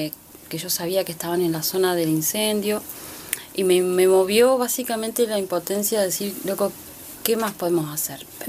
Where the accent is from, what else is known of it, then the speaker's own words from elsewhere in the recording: El Maitén, Chubut, Argentina; yo soy del Maitén, una localidad ahí a 16, 20 kilómetros de Puyén.